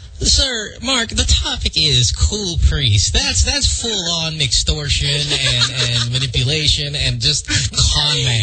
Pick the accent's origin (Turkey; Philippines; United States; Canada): Philippines; Bocaue, Central Luzon; now in Marilao, Philippines; I grew up in Bukawe, and I live in Marilao now.